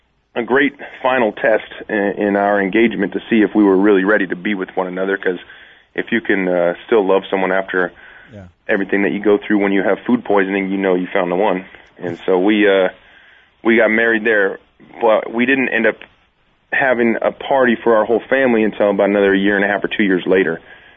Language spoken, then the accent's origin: English; Seattle, Washington, United States; I'm from Seattle. I'm a huge Seahawks fan